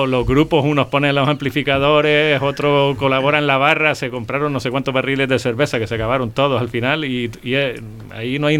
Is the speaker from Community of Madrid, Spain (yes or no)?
no; Canary Islands, Spain; nosotros somos de Gran Canaria y eso está ocurriendo más en Tenerife.